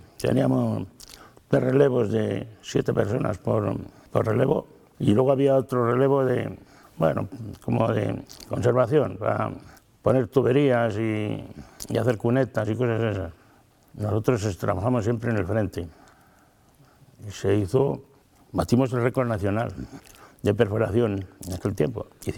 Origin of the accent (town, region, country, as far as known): Vegamián, Castile and León, Spain; born or raised there; also born or lived in Riaño